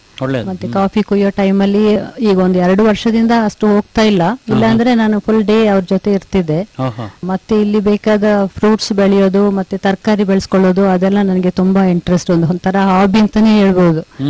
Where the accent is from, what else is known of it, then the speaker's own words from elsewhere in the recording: Napoklu, Karnataka, India; ನಾನು ನಾಪೋಕ್ಲಿಂದ ಬಂದವಳು. ಬಾಲ್ಯದಲ್ಲಿ ನಮ್ಮ ತಂದೆ ತಾಯಿ ನಮ್ಮ ಅಜ್ಜ ಅಜ್ಜಿಯವರೆಲ್ಲ ಕೃಷಿಕರೇ.